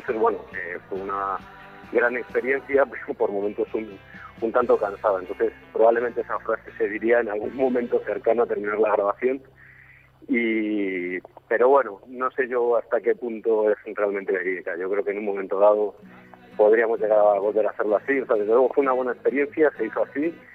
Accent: Madrid, Community of Madrid, Spain; tres madrileños y un alemán, que se llama Ur, y que Ramiro y yo somos los madrileños

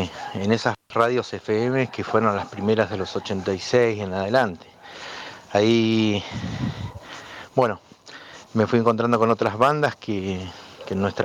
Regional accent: Bariloche, Río Negro, Argentina; de fuera de Río Negro, que es nuestra provincia. Nosotros somos de Bariloche

